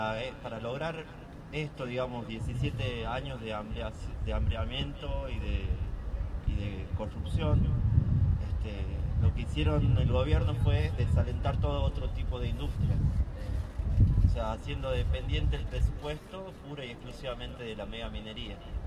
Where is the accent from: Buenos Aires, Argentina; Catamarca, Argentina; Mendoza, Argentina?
Catamarca, Argentina; San Fernando del Valle de Catamarca; de San Fernando del Valle de Catamarca.